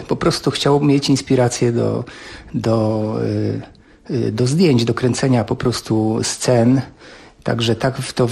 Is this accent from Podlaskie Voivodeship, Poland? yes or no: no; Mrągowo, Warmian-Masurian Voivodeship, Poland; born there; Ja się urodziłem w podobnym miejscu jak Augustów w Mrągowie